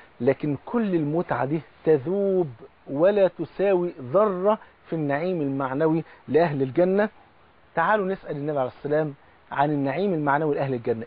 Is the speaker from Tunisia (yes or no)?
no; Egypt; حتى زي بيقولوا في المثل كده عندنا في مصر، بصله المحب خروف.